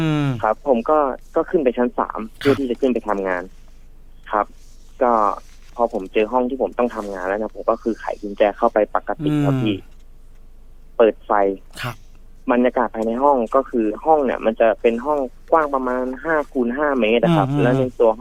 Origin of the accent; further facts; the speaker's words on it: Rayong, Thailand; ผมเป็นคนระยองอยู่แล้วครับพี